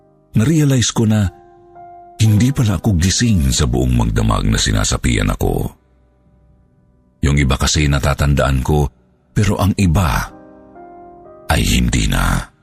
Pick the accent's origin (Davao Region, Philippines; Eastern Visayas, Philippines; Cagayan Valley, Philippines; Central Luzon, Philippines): Davao Region, Philippines; Gusto ko lang ikwento ang karanasan ko noong bata pa ako sa probinsya namin sa Davao del Sur.